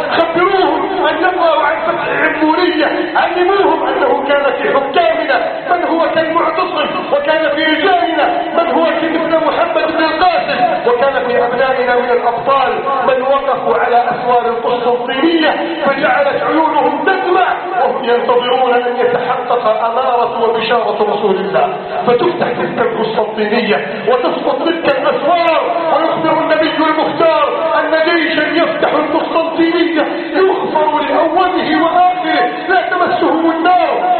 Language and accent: Arabic; Egypt; اللهم إنا نسألك أن تجعل بلادنا مصر سخاء رخاء أمنا أمانا